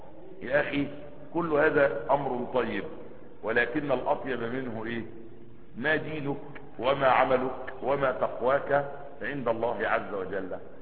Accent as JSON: {"language": "Arabic", "town": "Asyut", "region": "Asyut Governorate", "country": "Egypt", "said": "لان انا صعيدي على فكرة ومن اسيوط، عشان تبقوا واخدين بالكم"}